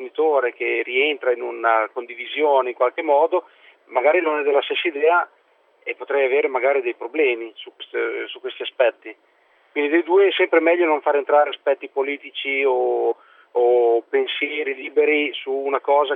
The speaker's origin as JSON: {"language": "Italian", "town": "Modena", "region": "Emilia-Romagna", "country": "Italy", "said": "sono di Modena, ho 39 anni e faccio il fotografo."}